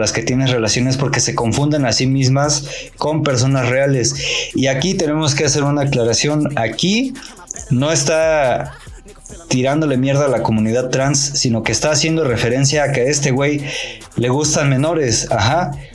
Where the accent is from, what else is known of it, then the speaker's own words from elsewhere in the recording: State of Mexico, Mexico; a mí que soy del Estado de México